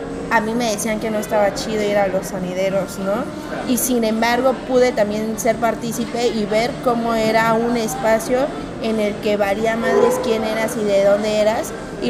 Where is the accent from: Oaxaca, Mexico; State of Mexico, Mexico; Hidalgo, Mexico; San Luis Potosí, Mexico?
State of Mexico, Mexico; Metepec; obviamente de mi lado porque yo soy de Metepec